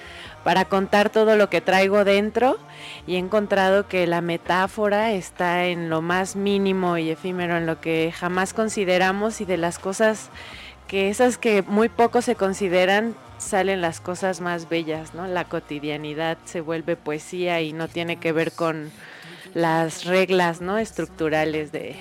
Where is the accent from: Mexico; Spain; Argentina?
Mexico; Mexico City; Ah, pues sí, vengo del DF